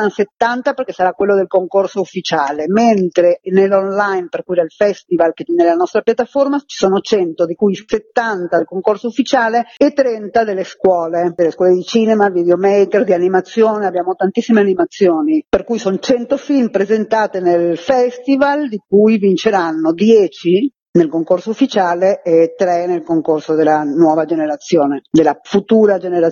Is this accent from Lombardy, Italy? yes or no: yes; Milan, Lombardy, Italy